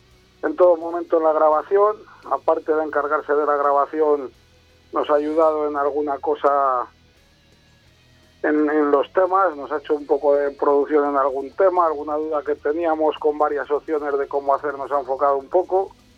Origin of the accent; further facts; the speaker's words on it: Villalba de los Alcores, Castile and León, Spain; Yo también soy de Valladolid, pero de aquí, de Villalba de los Alcores, del pueblo.